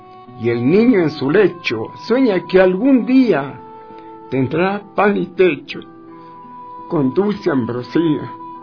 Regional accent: Quito, Pichincha, Ecuador; Entonces yo crecí en Quito, volví a nacer en los portales de Quito.

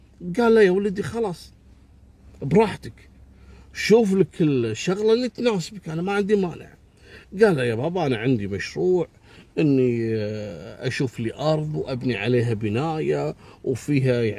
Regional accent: Kuwait; حتى أنه أصبح ماركة معروفة جدا عندنا في الكويت. اسأل أي شخص في الكويت راح يقول لك فلان معروف

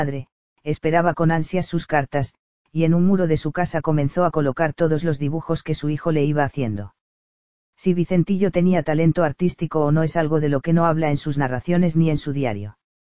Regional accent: Mexico; Como periodista, como mexicana, me hubiera gustado ver el juicio

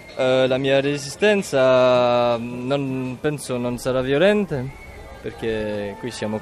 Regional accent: Belgium; Italian is a second language; sono belga, dormo non so dove.

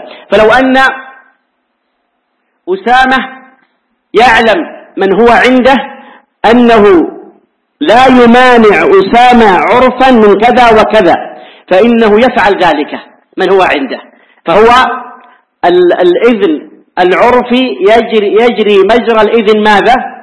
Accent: Hijaz, Saudi Arabia; عندنا في الحجاز العيش هو الخبز

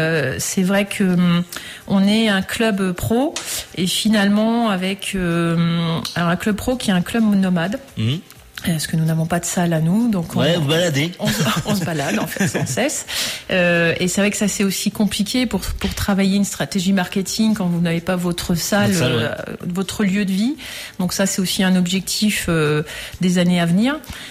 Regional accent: Sélestat, Grand Est, France; moi, je suis alsacienne, je suis de Célestat, qui est un peu le temple.

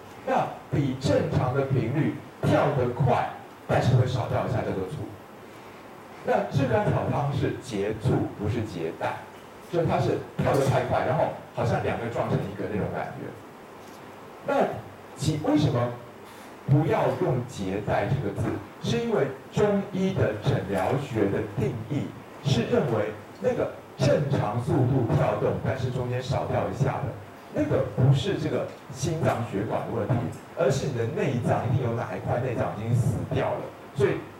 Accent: Taiwan; 我们台湾人是常用，不知道你们有没有用

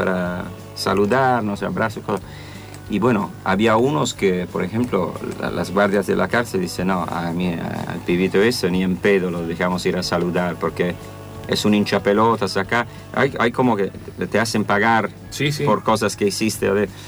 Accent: Italy; En Italia me siento escocés, estoy en Escocia, soy italiano, estoy acá

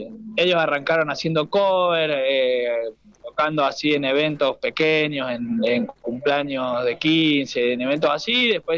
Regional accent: Godoy Cruz, Mendoza, Argentina; yo soy de Godoy Cruz, pero nos conocimos por el medio de la música, digamos, por amigos en común y esas cosas, pero somos todos acá de Gran Mendoza, de distintas zonas, digamos.

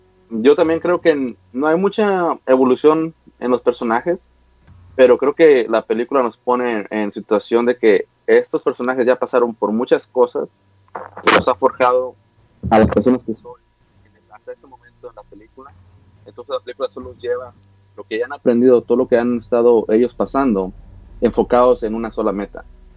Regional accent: Mexico; como hispano parlante, pues para mí era un orgullo. Y aparte, porque soy mexicano

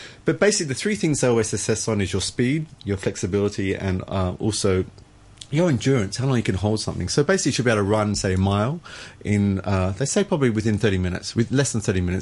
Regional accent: Australia; You can tell I'm from Australia. We pronounce things phonetically.

